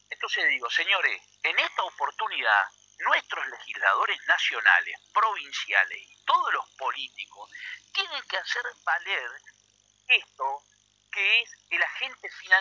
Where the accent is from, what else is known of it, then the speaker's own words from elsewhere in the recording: Entre Ríos, Argentina; ¿Saben ustedes que nosotros somos todos entrerrianos?